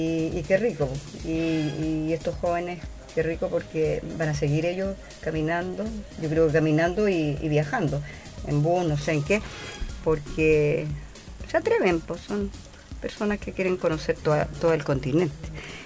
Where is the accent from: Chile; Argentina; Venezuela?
Chile; La Estrella, O'Higgins; ahí nacimos los 8 hermanos en La Estrella, mi tierra natal, vuelvo a reiterar.